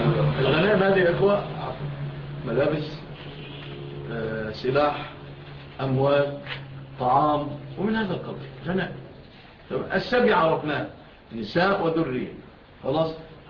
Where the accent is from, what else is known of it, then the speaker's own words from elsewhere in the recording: Egypt; فالان في مثل بلادنا مصر